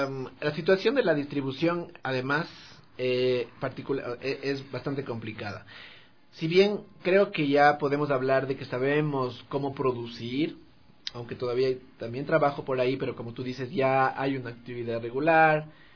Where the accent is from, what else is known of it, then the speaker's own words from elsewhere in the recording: Quito, Pichincha, Ecuador; y yo, que también soy quiteño